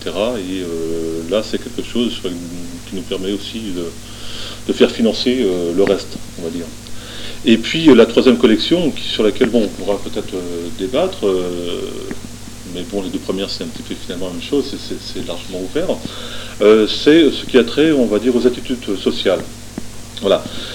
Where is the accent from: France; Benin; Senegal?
France; Brittany; now in Marseille, France; Moi, ça fait 20 ans que je vis à Marseille, je suis breton d'origine